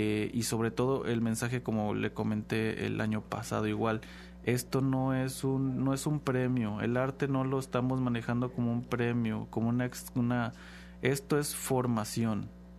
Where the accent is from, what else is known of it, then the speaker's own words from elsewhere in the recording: Xalapa, Veracruz, Mexico; sabemos muy bien los que somos de Jalapa, qué colonias son las que siempre están como que más vulnerables.